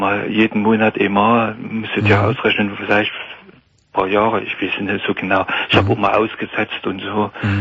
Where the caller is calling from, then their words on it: Saxony, Germany; gerade hier bei uns in Sachsen, wenn Veranstaltungen sind und so, da geht man ja schon hin, wenn es Weindorf ist in der Stadt und so.